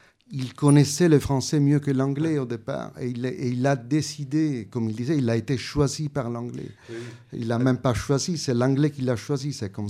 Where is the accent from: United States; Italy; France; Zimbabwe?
Italy; first language Italian; French is a second language; j'ai une relation très forte avec l'italien, ça a été ma langue maternelle, mais il y avait aussi le romain et le sicilien, donc j'ai tout petit fait l'expérience de différents registres de langues.